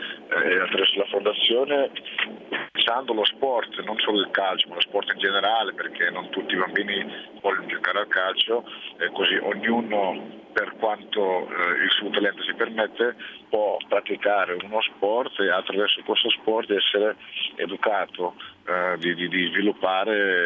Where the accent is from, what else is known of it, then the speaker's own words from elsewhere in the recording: Suriname; nel mio paese, Suriname